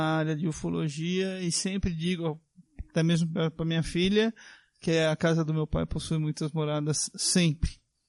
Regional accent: Jacareí, São Paulo, Brazil; sou de Jacareí. Sou espírita, umbandista.

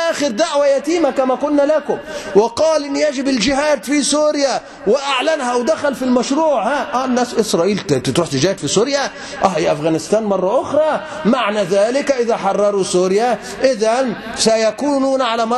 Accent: Egypt; طب ما عندنا في مصر مثلا

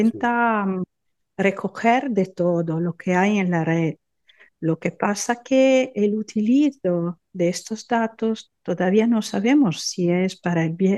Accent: Forlì, Emilia-Romagna, Italy; Spanish is a second language; aquí en mi pueblo, en Forlì, en Romaña

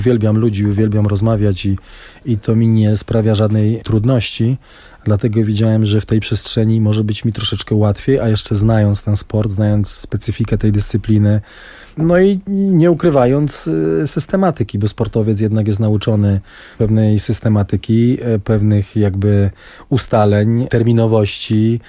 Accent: Nysa, Opole Voivodeship, Poland; born there; now in Częstochowa, Poland; w Gdańsku powróciłem do Częstochowy, bo tam mam centrum życiowe, aczkolwiek urodziłem się w Nysie w ogóle. To jest też długa historia, że ja tak migruję po tej Polsce

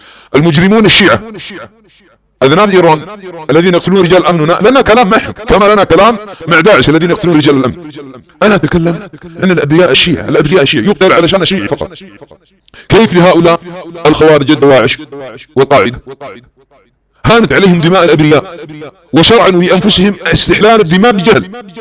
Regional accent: Eastern Province, Saudi Arabia; ونحن سعوديين من أهل المنطقة الشرقية ونعلم ما يدور حولنا في بلادنا السعودية

